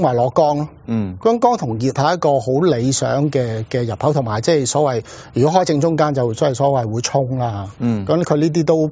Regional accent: China; 但你中國人屋包圍緊花園咧，其實係反映咗某啲我哋中國人嘅一種人民性喺度。

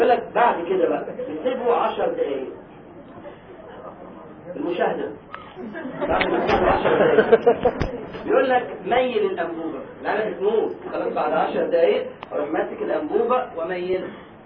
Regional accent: Egypt; إحنا عندنا في مصر يعني بيسألوه السؤال ده

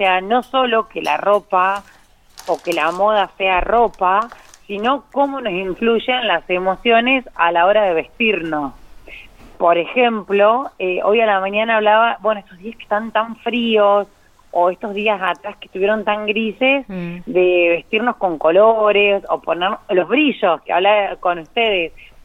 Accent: Intendente Alvear, La Pampa, Argentina; a mi pueblo, que yo soy de Intendente Alvear

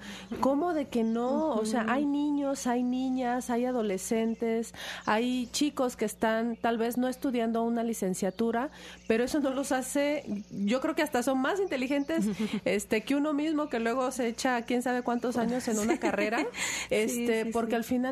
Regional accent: Mexico; que son nuestro patrimonio como mexicanos.

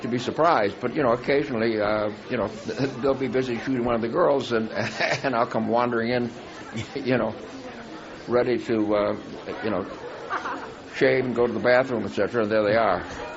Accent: Chicago, Illinois, United States; we had a wonderful couple of days in Chicago, my hometown where I grew up, and went back and visited my old neighborhood, my old schools

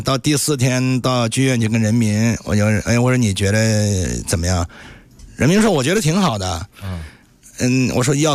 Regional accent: Anqing, Anhui, China; 我在我的故乡安庆，因为我很长时间不回北京了

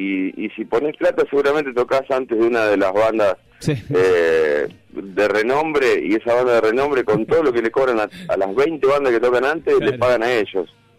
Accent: Colón, Buenos Aires Province, Argentina; Nosotros somos de Colón, provincia de Buenos Aires, muy cerquita de Rosario.

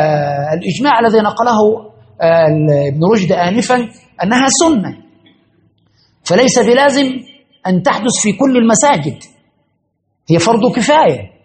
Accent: Egypt; وحدث في عندنا في مصر في بداية التسعينات

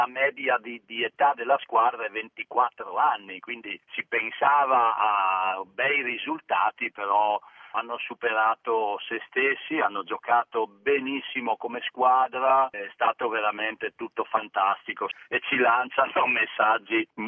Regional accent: Udine, Friuli-Venezia Giulia, Italy; io chiaramente sono di Udine, orgoglioso di esserlo

